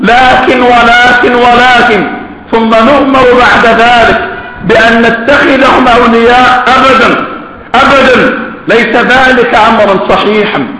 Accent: Egypt; ونحن ذكرنا ولا زلنا نذكر ونكرر أن في بلدنا مصر قنبلة موقوتة

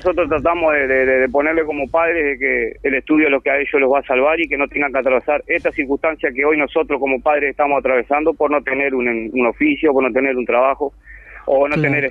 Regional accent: Uruguay; que somos uruguayos y que no escapamos a la realidad que acoge a todo el país

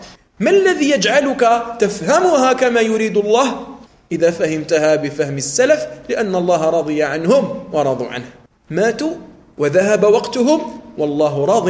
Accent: Algeria; لأنه لا يدري كثيرا من الأشياء التي عندنا في الجزائر

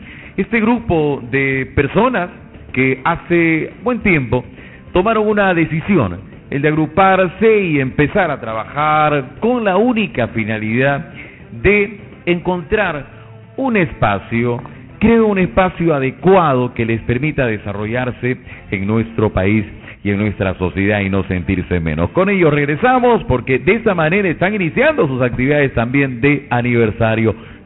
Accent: Barranca, Lima, Peru; como buenos provincianos, como buenos peruanos, hay que embanderar nuestra provincia de Barranca

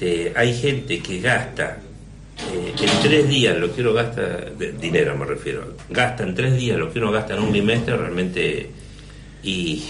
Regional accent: Argentina; porque yo como buen argentino iba dejando

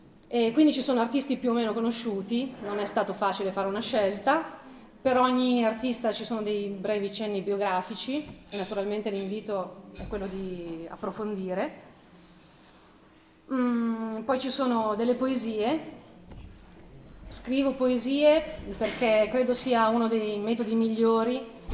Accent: Pavia, Lombardy, Italy; born there; now in San Zenone al Po, Italy; sono nata a Pavia, vivo a San Zenone al Po, che è un paesino qui vicino, sulle rive del Po.

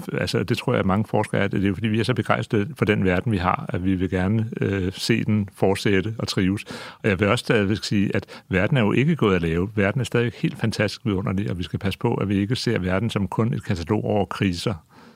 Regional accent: Greenland; Jeg er også vokset op, kan man sige, til en vis grad i sådan en grønlandsk kontekst

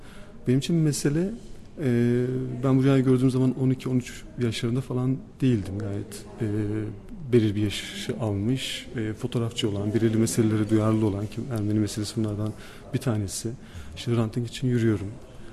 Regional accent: Ardahan Province, Turkey; Ardahan'da doğup büyüdüm ben. Ardahan'ın bir köyünde doğdum. Doğduğum yer eski bir Ermeni ve Rum köyü. Ve biz bu Ermenilerden ve Rumlardan kalan bir evde yaşıyoruz.

